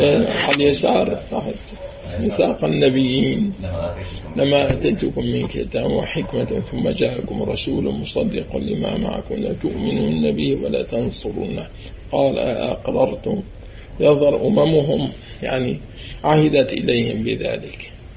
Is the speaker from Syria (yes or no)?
yes; Syria; now in Jordan; أي القصة ما كانت تصير معي بعد ما طلعنا من الشام